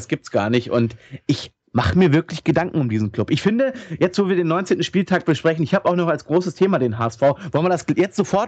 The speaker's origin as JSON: {"language": "German", "town": "Hanover", "region": "Lower Saxony", "country": "Germany", "said": "Ich als Hannoveraner kann das auch mal sagen, wie ich finde."}